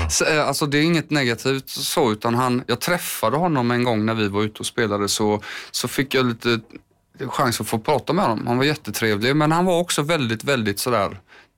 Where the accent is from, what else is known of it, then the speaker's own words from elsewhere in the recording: Landvetter, Västra Götaland County, Sweden; Och det var ju liksom i Landvetter där jag är uppvuxen